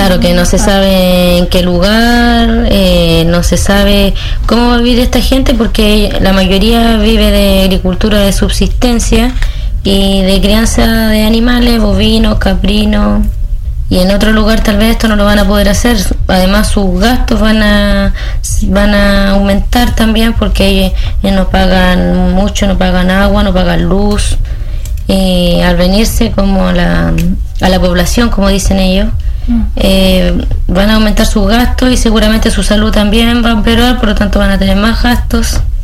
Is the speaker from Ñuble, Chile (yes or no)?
yes; San Fabián de Alico, Ñuble, Chile; soy de San Fabián de Alico